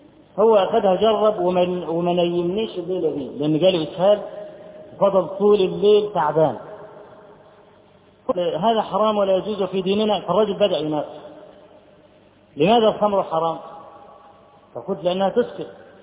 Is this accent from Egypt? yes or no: yes; Egypt; فرجل اول ما عرف ان انا من مصر قال براميدس براميدس، يعني الاهرام